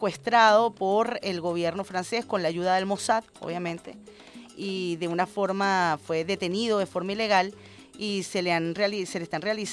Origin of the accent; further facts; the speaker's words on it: Venezuela; Como venezolana